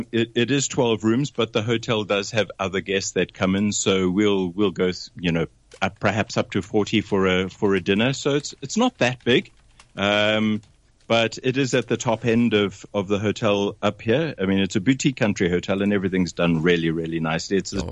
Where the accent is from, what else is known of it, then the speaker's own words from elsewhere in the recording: South Africa; accent: South African; moved away as an adult; I picked up the phone and phoned them from South Africa in my South African accent.